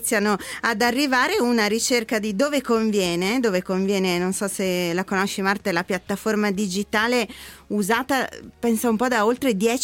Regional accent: Brescia, Lombardy, Italy; Io da bresciana posso anche festeggiarlo.

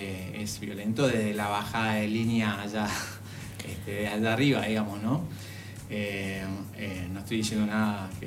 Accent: Oberá, Misiones, Argentina; yo soy de Misiones, de un lugar que se llama Oberá, una localidad, la segunda ciudad en cuanto a densidad de población y en cuanto a importancia.

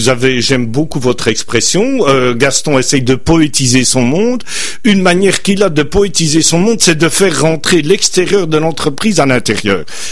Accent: Belgium; pour nos auditeurs québécois, je suis belge, je l'explique

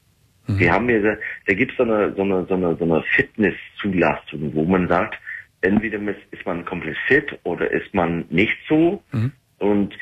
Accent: England, United Kingdom; German is a second language; moved away as an adult; now in Germany; Ja, ich komme aus England, aber wohne in Deutschland seit 12 Jahren jetzt.

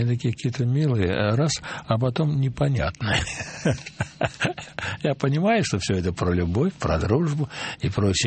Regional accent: Nizhny Novgorod Oblast, Russia; accent: Nizhny Novgorod; Я прошу простить меня за мой нижегородский акцент

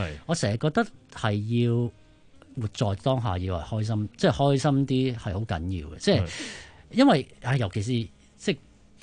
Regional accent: Hong Kong; 其實我香港啊

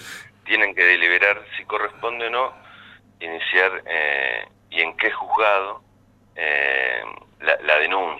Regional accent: Argentina; yo primero que nada soy argentino.

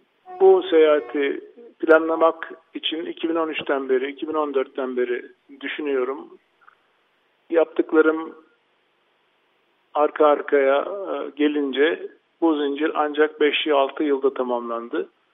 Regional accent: Bakırköy, Istanbul, Turkey; 1953 Bakırköy doğumluyum. Denize çok yakın bir yerde büyüdüm ve denize aşığı olarak yetiştim.

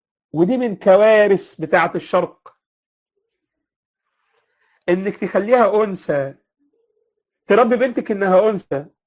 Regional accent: Egypt; يعني تلاقي مثلا فكر دخل منين يا جماعه عندنا في مصر

